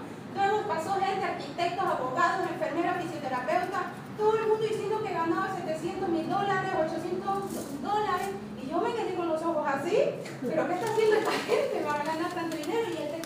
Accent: Bolivia; Soy de Bolivia, el país quizá más pobre de Sudamérica, donde prácticamente el 80% de su población es indígena.

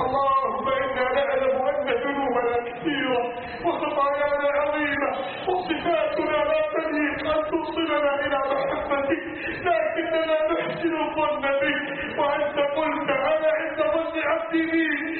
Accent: Egypt; اللهم احفظ بلدنا مصر من كيد الكائدين

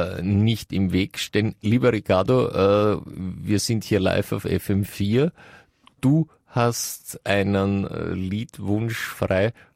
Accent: Vienna, Austria; bei uns in ich weiß jetzt nicht, ob in ganz Österreich, aber auf jeden Fall in Wien, ist es so, dass wir zu diesen Würstchen Frankfurter sagen.

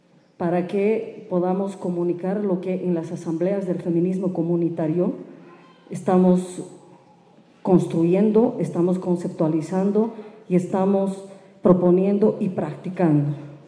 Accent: La Paz, Bolivia; vengo de Choqueago Marca, La Paz

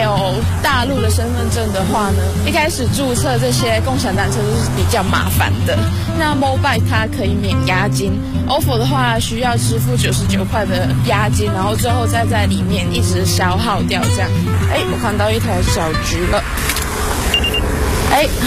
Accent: Taiwan; 一直住在一个小岛上面的孩子，来到这个这么大的城市要生活一个月

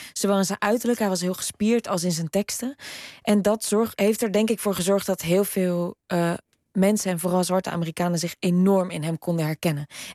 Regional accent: Netherlands; wat wij heel moeilijk vinden, zeker als Nederlanders en zeker in interviews

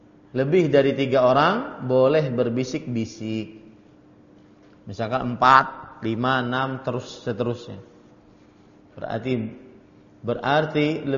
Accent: South Kalimantan, Indonesia; Kemudian kita orang Banjar naik bertiga ataupun berdua. Kemudian kita ngobrol-ngobrol dengan bahasa Banjar.

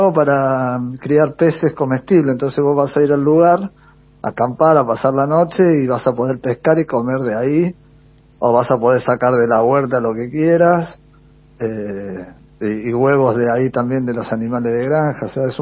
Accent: General Rodríguez, Buenos Aires Province, Argentina; acá en General Rodríguez, en mi tierra, en mi casa

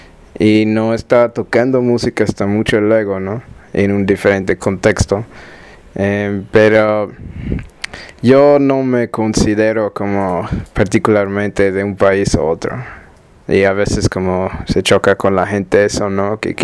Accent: Australia; Spanish is a second language; also born or lived in Ethiopia; como me nací en Etiopía y me crecí en Australia, o sea, un poquito de tiempo en Etiopía y luego crecí en Australia, pero ya tengo varios años como viviendo en diferentes partes de América Latina.

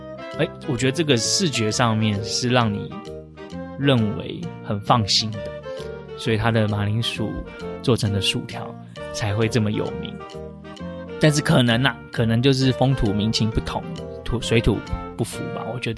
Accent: Taiwan; 可能是我们台湾人还是比较喜欢日本、韩国，甚至那个对岸中国大陆的品牌

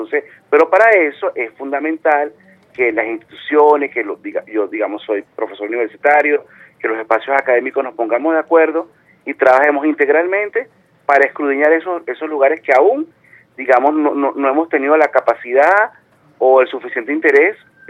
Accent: Caracas, Capital District, Venezuela; como caraqueños, especialmente en mi caso que soy de acá de la ciudad.

